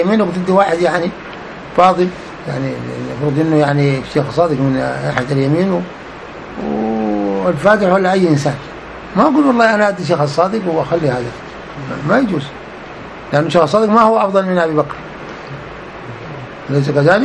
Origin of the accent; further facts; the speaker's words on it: Sudan; يقول له والله قبل بعد عندنا في السودان طوالي.